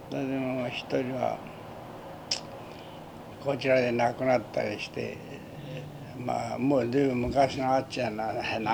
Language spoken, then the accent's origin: Japanese; Chikujo, Fukuoka, Japan; 福岡県築城郡ですよ。いや、この、大分と、大分には幾分か接近していますがね、近いのは近いんだが。